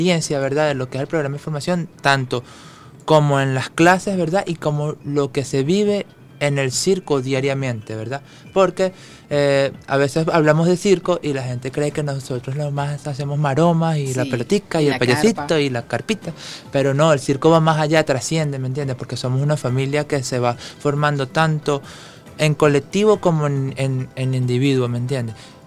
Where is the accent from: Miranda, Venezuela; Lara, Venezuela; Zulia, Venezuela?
Lara, Venezuela; Barquisimeto; now in Caracas, Venezuela; yo soy de Barquisimeto y fíjate, pues estoy aquí viviendo la experiencia de lo que es el arte circense aquí en la capital.